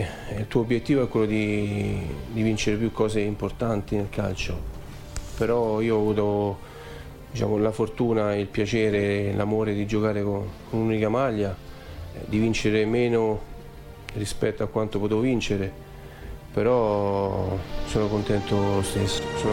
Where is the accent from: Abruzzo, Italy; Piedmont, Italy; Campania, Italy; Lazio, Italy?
Lazio, Italy; Rome; è normale che essendo romano